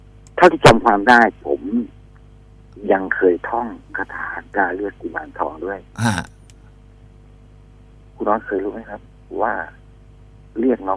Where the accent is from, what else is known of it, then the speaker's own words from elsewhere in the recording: Prachuap Khiri Khan, Thailand; แล้วช่วงนั้นที่ผมอยู่ที่ประจวบเนี่ยคืออยู่ในค่ายธนรัตน์ปางบุรีร